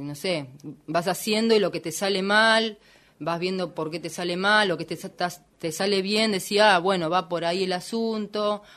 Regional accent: Buenos Aires, Argentina; also born or lived in Tres Arroyos; Yo soy de Oriente, un pueblito muy chiquitito, claro, que queda cerca de Bahía Blanca.

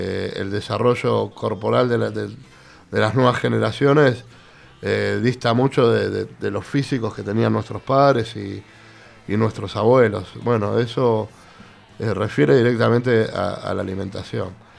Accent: Buenos Aires, Argentina; yo soy del barrio de San Telmo, originariamente

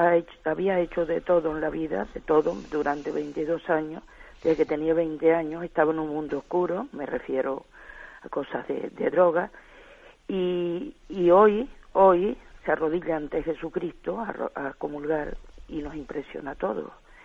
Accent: Tenerife, Canary Islands, Spain; Mire, soy de Tenerife, del nordeste de Tenerife.

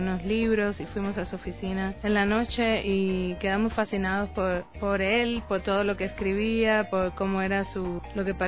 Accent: Cuba; Soy cubana, estudié en Cuba cine, la licenciatura, y también estudié en la escuela de San Antonio de los Baños

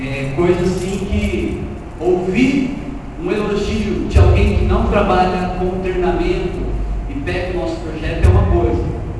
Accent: São Paulo, Brazil; Eu sou paulista, sou paulistano, sou casado com uma carioca

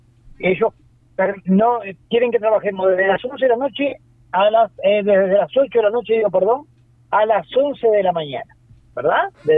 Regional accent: Uruguay; No dejemos de reconocer que somos uruguayos, ¿tá?

